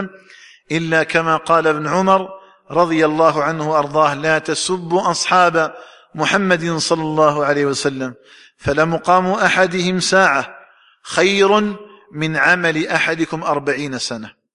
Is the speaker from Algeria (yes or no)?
yes; Algeria; فنسأل الله تعالى أن يجعل بلدنا الجزائر آمنا مطمئنا